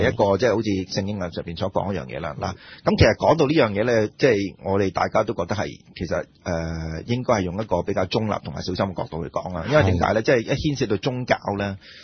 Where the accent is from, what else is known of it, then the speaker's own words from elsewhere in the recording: China; 佢有少少似我哋中國人咁樣